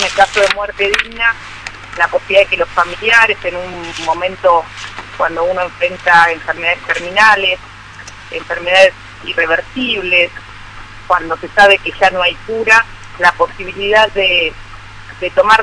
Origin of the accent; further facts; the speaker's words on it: Lomas de Zamora, Buenos Aires Province, Argentina; born there; now in Buenos Aires, Argentina; yo nací en el sur del conurbano bonaerense, en la localidad de Lomas de Zamora, y con el correr de la vida me fui mudando hacia la ciudad de Buenos Aires y hoy estoy viviendo un poquito al norte de la ciudad de Buenos Aires.